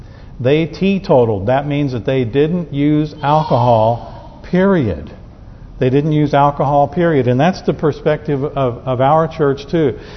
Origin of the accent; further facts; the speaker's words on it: Southern United States, United States; I know I'm a Southerner. I come from a Southern family.